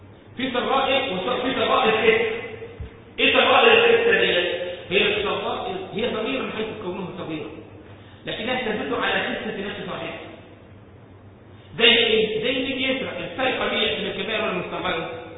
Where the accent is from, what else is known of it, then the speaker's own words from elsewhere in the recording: Egypt; أنا مرة شفت واحد عندنا في مصر